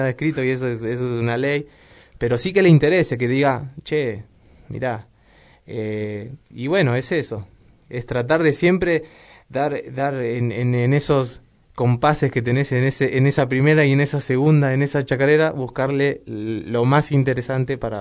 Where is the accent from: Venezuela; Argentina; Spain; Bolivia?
Argentina; Moreno, Buenos Aires Province; born there; yo nací acá, en Moreno